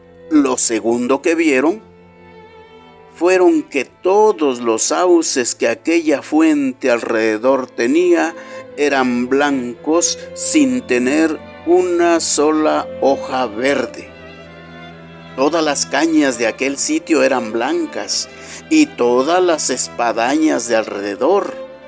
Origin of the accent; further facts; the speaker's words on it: Mexico; quienes hoy somos mexicanos y habitamos este territorio